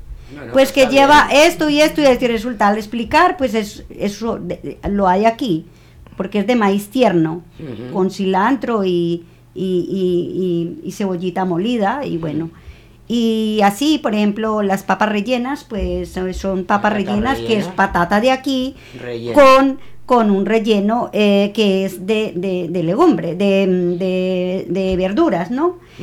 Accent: Colombia; Yo soy la única colombiana.

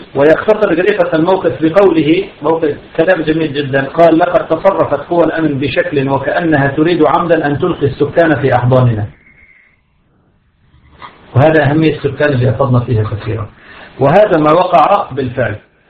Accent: Syria; نحن عندنا في بلاد الشام كان فيه الأمن السياسي والأمن العسكري

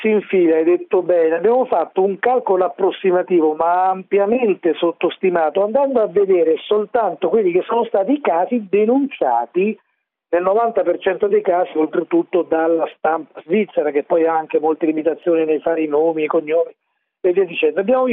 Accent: Rome, Lazio, Italy; Ed essendo io romano, fiero di esserlo

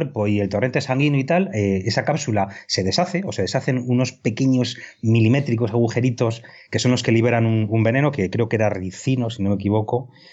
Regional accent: Spain; como español agradecido que soy

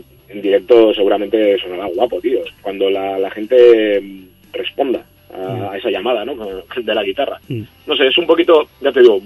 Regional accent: Catalonia, Spain; mi lengua materna es el castellano, pero me crié en Cataluña, puedo cantar en catalán, aquí en euskera, francés, inglés, un poquito de alemán, algo de italiano, bastante políglota en ese sentido.

